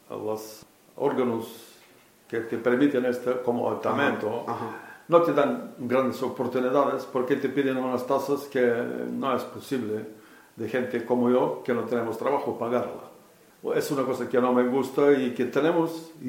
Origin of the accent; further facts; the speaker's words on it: Bulgaria; Spanish is a second language; now in Spain; soy de Bulgaria. En España soy de casi 14 años.